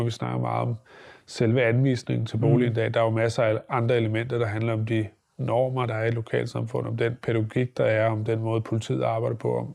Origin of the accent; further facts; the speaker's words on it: Holbæk, Zealand, Denmark; Et af dem ligger for eksempel i Holbæk, hvor jeg kommer fra.